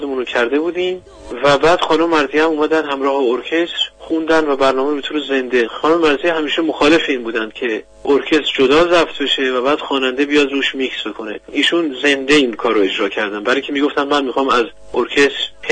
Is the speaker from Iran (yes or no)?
yes; Iran; من به عنوان یک ایرانی